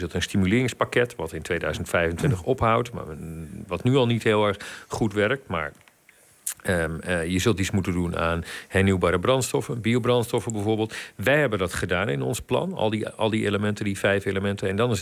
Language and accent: Dutch; Overijssel, Netherlands; ik kom ook uit de provincie, ik kom uit Twente, Overijssel dus.